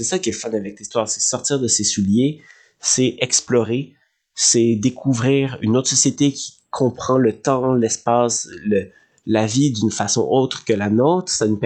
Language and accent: French; Quebec, Canada; en tant que Québécois, moi j'ai un rapport à l'État, un rapport à l'identité nationale, un rapport à la langue qui est unique au monde.